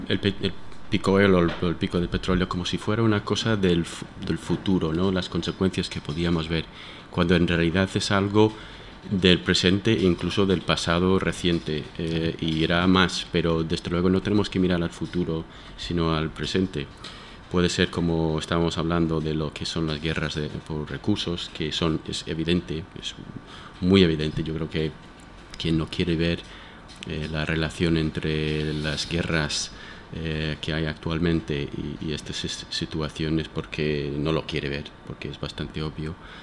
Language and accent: Spanish; United States; estoy pensando que yo soy de Estados Unidos, entonces estoy pensando en un galón